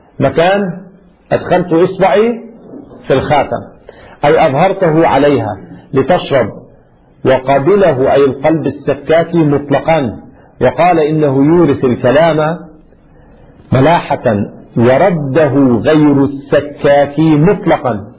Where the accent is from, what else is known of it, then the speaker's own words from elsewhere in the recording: Lebanon; ما أدري شو السمع عندنا في لبنان؟